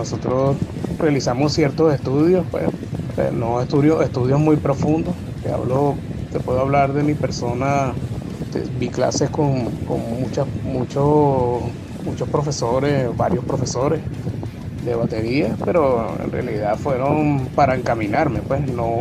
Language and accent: Spanish; Santiago, Santiago Metropolitan Region, Chile; allá de Santiago, de Chile. Un placer estar en tu radio.